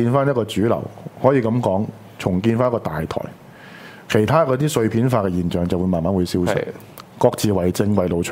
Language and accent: Cantonese; Hong Kong; 台湾佬那种的凶狠，我们香港人是学不到的。